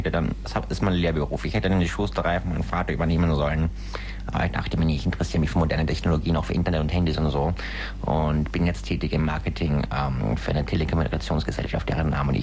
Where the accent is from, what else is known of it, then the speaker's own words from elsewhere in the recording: Saxony, Germany; now in Berlin, Germany; Also ich bin aus den alten Bundesländern und komme aus der Gegend von Dresden und lebe in Berlin, ja.